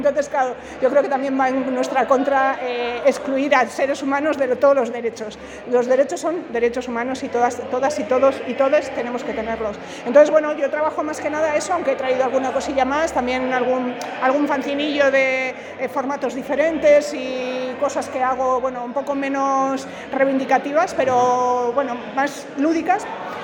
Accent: San Sebastián, Basque Country, Spain; es la primera vez que vengo a Madrid también. Ajá. Yo vengo de Donosti.

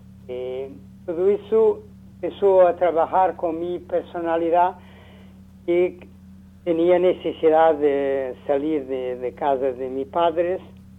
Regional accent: Lisbon, Portugal; born there; Spanish is a second language; yo nací en Lisboa en mediados del siglo pasado, ¿no?

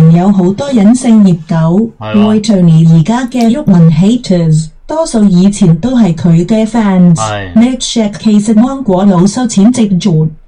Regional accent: Guangzhou, Guangdong, China; 我系来自广州嘅院员

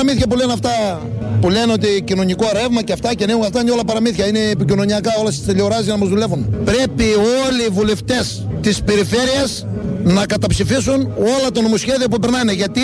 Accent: Proastio, Thessaly, Greece; Προαστίου Καρδίτσας.

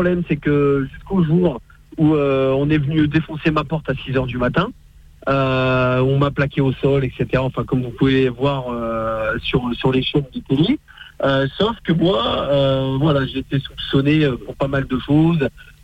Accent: Bordeaux, Nouvelle-Aquitaine, France; Alors, moi, je suis de Bordeaux.

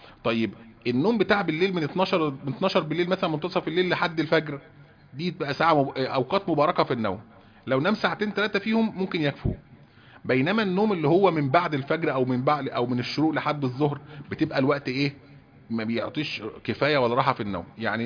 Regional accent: Egypt; هو دوت برضه منتشر جدا عندنا في مصر

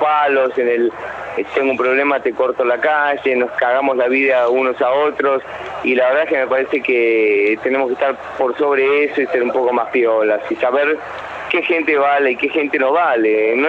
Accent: Argentina; los que te hacen sentir orgulloso que sos argentinos

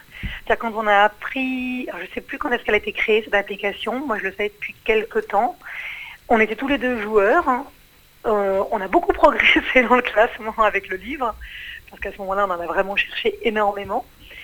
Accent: Paris, Île-de-France, France; moi je suis née à Paris, je suis une vraie parisienne.

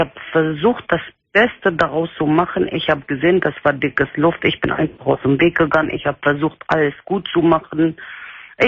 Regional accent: Turkey; German is a second language; Ich komme aus der Türkei. Ich bin Kurde.

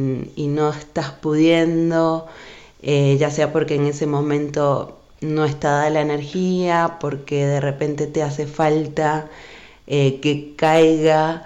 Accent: Venezuela; now in Argentina; soy venezolana y hace muchos años que estoy viviendo en Argentina y hace bastantes años también acá en el Valle. Y bueno, yo nací en el año 86

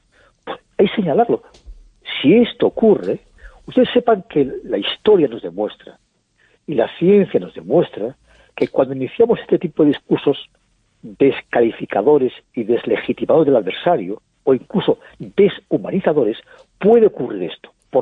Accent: Spain; Yo creo que debemos estar muy orgullosos de cómo actuamos como colectivo, como españoles.

